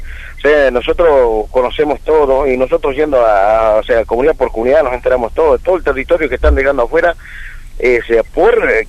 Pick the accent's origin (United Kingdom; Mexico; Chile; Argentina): Argentina; Tucumán; nosotros nos vinimos muy contentos de Tucumán, o sea, todos los hermanos